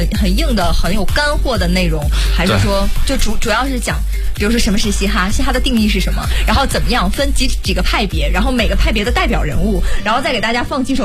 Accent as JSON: {"language": "Chinese", "region": "Northeast China", "country": "China", "said": "因为我是东北人。"}